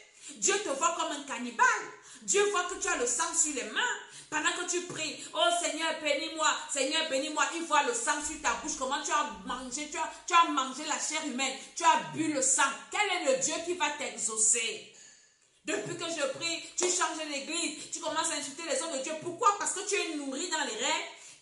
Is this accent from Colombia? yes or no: no; Cameroon; comme on dit chez nous au Cameroun.